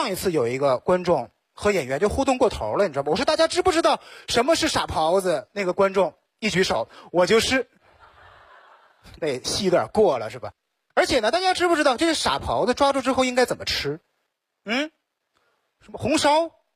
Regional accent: Shenyang, Liaoning, China; 我是一个东北人，我生在沈阳。

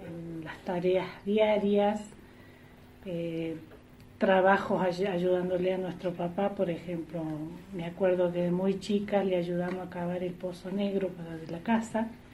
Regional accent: Los Hornillos, Córdoba, Argentina; Bueno, yo nací acá en Los Hornillos, mi mamá también es oriunda de acá de Los Hornillos. Siempre hemos vivido acá en esta zona, en este barrio.

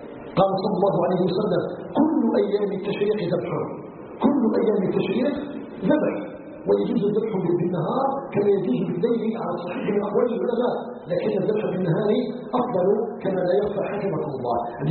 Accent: Algeria; أن يجعل بلادنا الجزائر آمنا مطمئنا

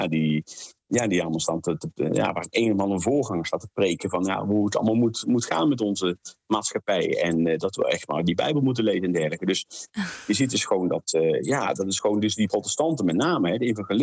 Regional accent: North Brabant, Netherlands; Ja, ik kom uit de katholieke omgeving, ik kom uit Brabant. Dat kun je denk ik wel horen aan mijn tongval.

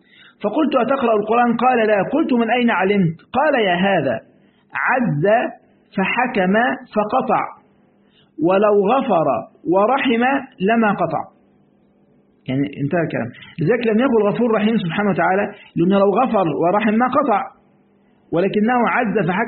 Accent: Egypt; في مرة بقول عندنا في مصر بيسموه الشاي

